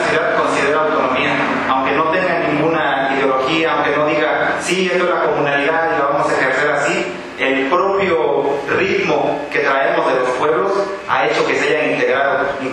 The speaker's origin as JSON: {"language": "Spanish", "region": "Oaxaca", "country": "Mexico", "tie": "born there", "said": "Desafortunadamente, yo nací aquí en la ciudad de Oaxaca, ¿no? Mis padres no son los dos de la Sierra Norte, entonces la idea yo saco de zapoteca y mixteca."}